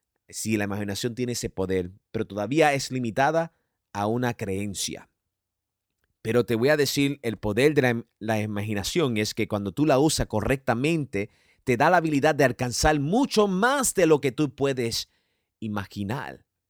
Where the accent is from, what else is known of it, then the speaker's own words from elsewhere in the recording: New York, United States; Yo nací y fui criado en Nueva York y es mi ciudad